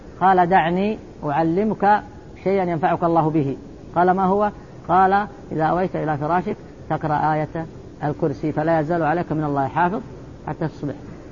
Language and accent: Arabic; Saudi Arabia; وقرض عليها المفتي عندنا في السعودية